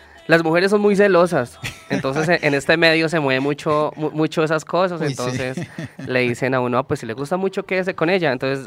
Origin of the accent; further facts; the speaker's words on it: Bogotá, Colombia; Bogotá, pues que es mi casa, Santa Marta, que nos fuimos a pasear